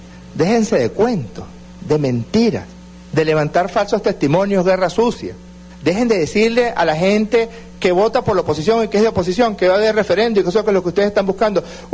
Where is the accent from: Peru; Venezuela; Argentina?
Venezuela; yo mañana, como ciudadano venezolano que soy, con 4 hijos